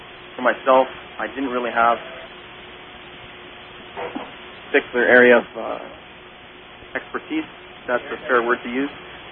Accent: Winnipeg, Manitoba, Canada; I'm also from Winnipeg, Manitoba, Canada.

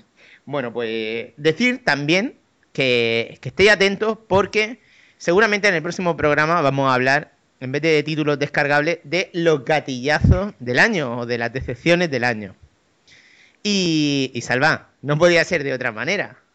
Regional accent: Murcia, Region of Murcia, Spain; Sí, soy de Murcia

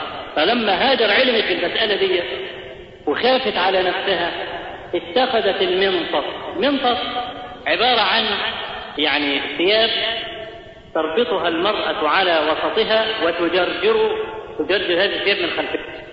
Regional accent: Egypt; واحنا كمصريين اسد بالك اسد في الحاجات

